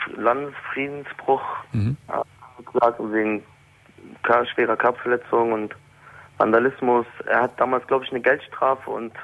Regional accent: Berlin, Germany; ich komme aus Berlin

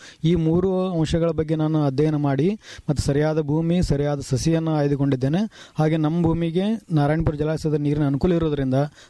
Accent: Kottalgi, Karnataka, India; ನಂಗೆ ಮೂಲ ನಮ್ಮೂರು 10ನೇ ತಾಲೂಕು ಕೊಟ್ಟಲ್ಗಿ ಅಂತ.

